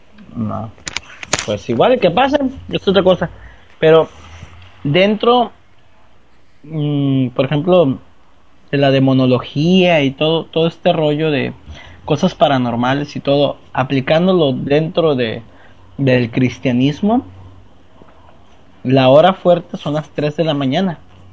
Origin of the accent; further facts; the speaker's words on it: Mexico; todo mundo va a estar ahí como buenos mexicanos haciéndolo al último momento